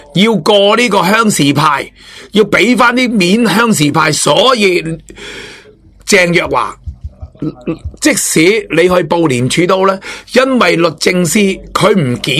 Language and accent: Cantonese; Hong Kong; 但系香港人下一节讲，香港人有我哋香港人嘅必要嘅嘢